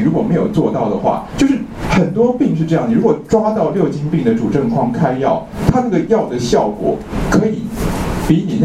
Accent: China; 我们中国人半夏都习惯去经过泡制

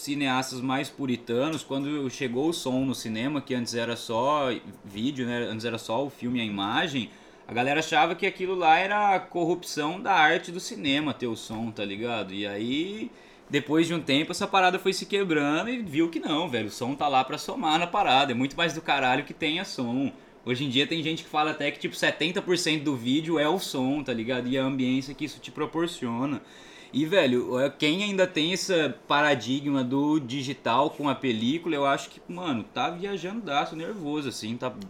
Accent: Cuiabá, Mato Grosso, Brazil; eu venho lá de Cuiabá, lá em Cuiabá eu só tenho sala de cinema em shopping

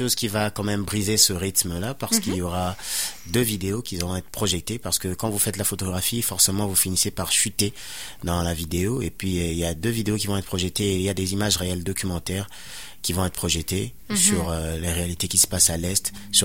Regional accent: DR Congo; Je viens de la République démocratique du Congo, et puis c'est un pays qui est en guerre depuis près de 20 ans.

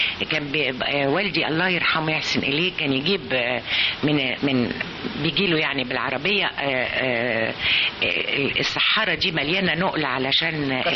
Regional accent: Abu al-Akhdar, Sharqia Governorate, Egypt; أفتكر رمضان بفتكره في العزبة في البلد، إحنا من الشرقية من أبو الأخضر شرقية

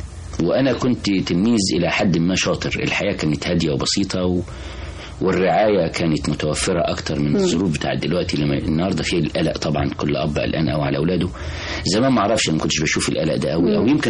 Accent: Cairo, Cairo Governorate, Egypt; also born or lived in Sharqia; أنا من القاهرة بس. أنا أصلا من الشرقية.

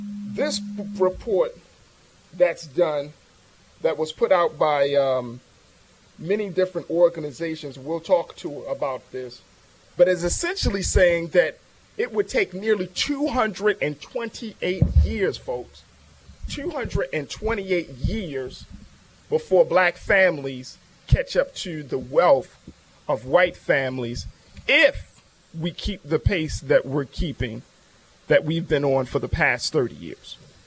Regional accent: Baltimore, Maryland, United States; And as I'm from Baltimore, this report speaks volumes about what has been going on with folks on the ground

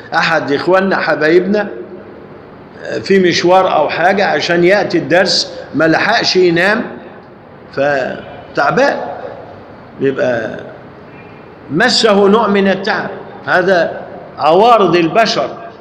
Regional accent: Egypt; لذلك الجماعة لما عندنا في مصر لما يقرأ الآيات القرآنية

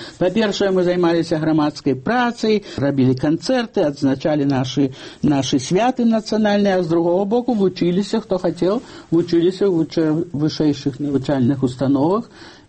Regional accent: Babruysk, Mogilev Region, Belarus; born there; Дарэчы, я нарадзілася ў Бабруйску

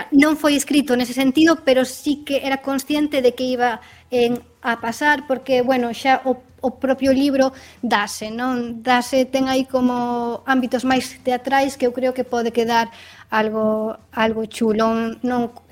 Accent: Rianxo, Galicia, Spain; aí físicamente en Rianxo, que eu son de Rianxo

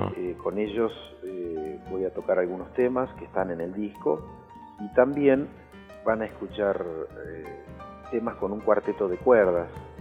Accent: Pampas, Argentina; Y a mi tierra, digamos, a mi pampa, ¿no? Al campo

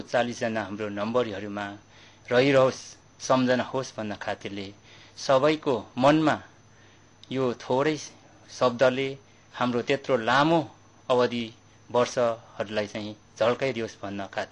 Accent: Ligimba, Koshi Province, Nepal; त्यही गाउँमा म पढेँ, जुन मेरो त्यो प्यारो गाउँ मेची पाँचतर चिलिन्दिन 3 लिगिम्बामा म जन्मे हुर्के अनि मेरो बाल्यकाल उमेर त्यहीँ नै बित्यो।

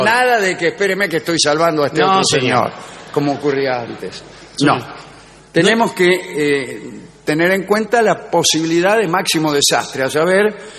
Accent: Mar del Plata, Buenos Aires Province, Argentina; buenas tardes, soy acá de Mar del Plata

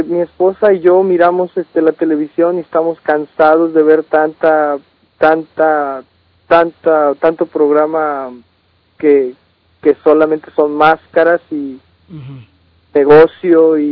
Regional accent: Mexico; Claro, soy mexicano.

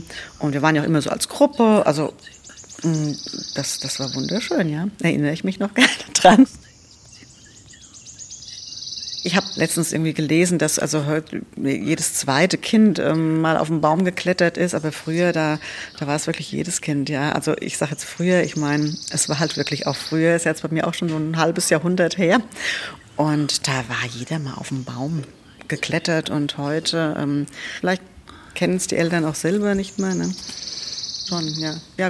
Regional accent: Lorsbach, Hesse, Germany; also Lorsbach, wo ich herkomme, im Taunus, da wächst der Wald wirklich bis an die ersten Häuser.

